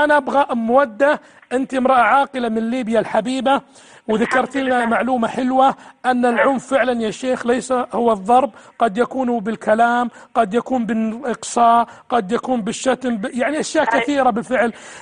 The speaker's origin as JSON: {"language": "Arabic", "country": "Saudi Arabia", "said": "وزارة الداخلية عندنا في السعودية"}